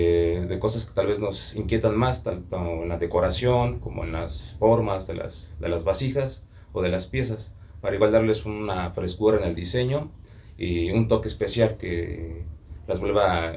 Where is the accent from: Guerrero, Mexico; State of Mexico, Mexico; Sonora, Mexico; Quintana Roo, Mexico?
State of Mexico, Mexico; Metepec; Soy alfarero aquí de Metepec, Estado de México.